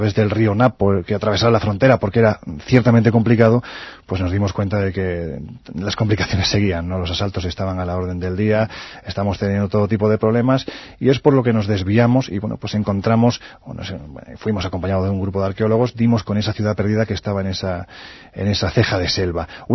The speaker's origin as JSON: {"language": "Spanish", "town": "Jaén", "region": "Andalusia", "country": "Spain", "said": "No de Jaén, mi tierra"}